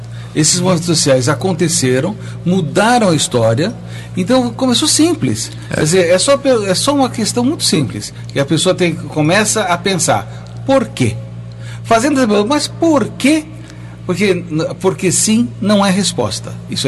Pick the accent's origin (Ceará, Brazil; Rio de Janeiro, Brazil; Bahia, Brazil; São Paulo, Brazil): São Paulo, Brazil; now in São José dos Campos, Brazil; Eu vim aqui para São José dos Campos, sou de São Paulo, sou da Zona Norte, lá, e vim para cá.